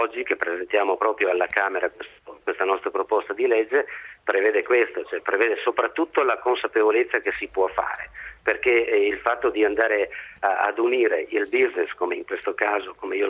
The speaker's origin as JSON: {"language": "Italian", "town": "Conegliano", "region": "Veneto", "country": "Italy", "said": "sono veneto e in questo caso proprio di Conegliano Veneto."}